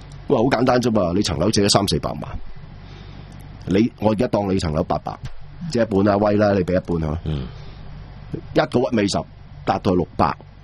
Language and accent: Cantonese; Hong Kong; 即係冇我哋香港人咁多創意啊，同埋咁反叛嘅